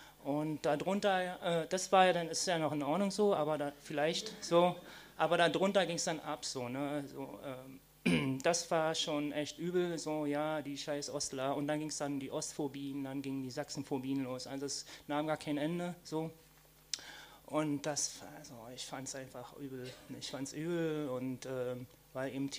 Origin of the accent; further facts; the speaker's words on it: East Germany, Germany; born there; ich bin schon ein bisschen älter, ich bin 1964 geboren in der DDR und komme aus einer kommunistischen Familie